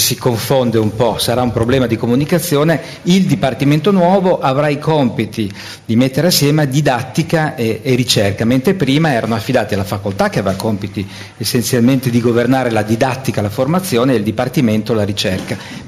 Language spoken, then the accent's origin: Italian; Trieste, Friuli-Venezia Giulia, Italy; now in Bologna, Italy; Io sono triestino. Sì.